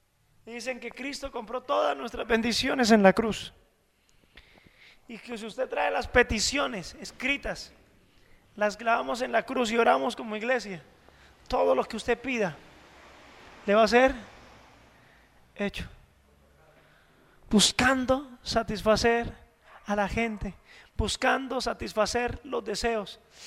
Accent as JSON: {"language": "Spanish", "country": "Colombia", "said": "aunque somos colombianos"}